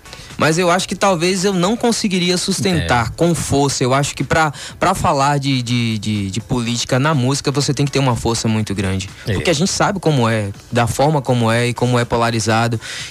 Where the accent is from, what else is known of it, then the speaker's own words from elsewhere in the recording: Tirussu, Bahia, Brazil; born there; Eu nasci em Tirussu.